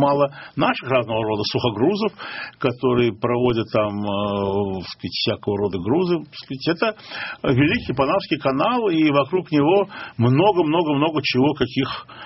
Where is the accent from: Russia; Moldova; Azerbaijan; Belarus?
Azerbaijan; Baku; Ну, я же из Баку, а у нас большинство мужчин усатых.